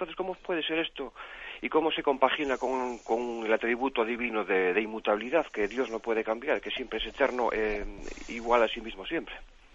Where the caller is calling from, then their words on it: Pontevedra, Galicia, Spain; de Pontevedra.